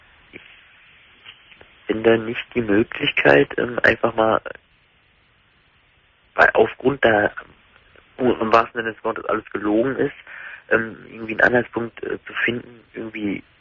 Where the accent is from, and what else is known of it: Germany; born or raised there; also born or lived in Skopje, North Macedonia